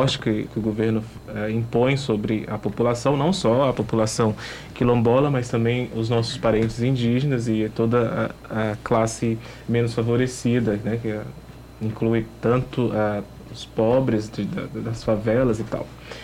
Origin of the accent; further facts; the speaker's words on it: Goiás, Brazil; Eu sou de Goiás, do centro-oeste do país